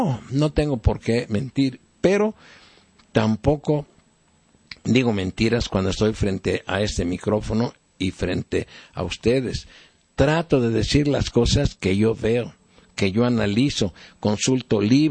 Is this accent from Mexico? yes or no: yes; Mexico; no tengamos más conciencia como mexicanos de lo que debemos de hacer